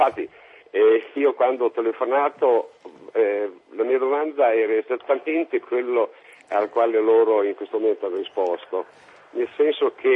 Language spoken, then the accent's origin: Italian; Modena, Emilia-Romagna, Italy; Comunque io sono di Modena e sono felicissimo di abitare a Modena, perché amo fondamentalmente la mia città.